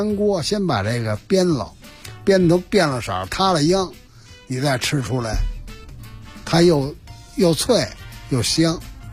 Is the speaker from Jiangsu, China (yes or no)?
no; Sichuan, China; 你比如我们四川那里有干煸，干煸鱿鱼丝